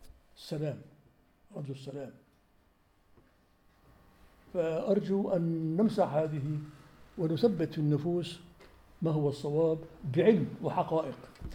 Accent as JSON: {"language": "Arabic", "country": "Syria", "said": "عندما قام الانفصال عندنا في سوريا منذ 50 سنة"}